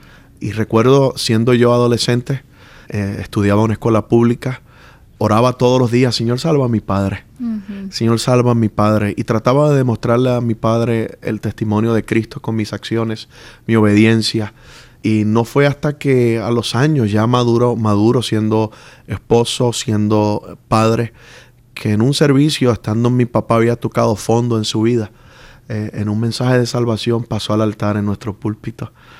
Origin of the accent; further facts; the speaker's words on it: Puerto Rico; Bueno, como usted dijo, soy puertorriqueño. Nací en el 73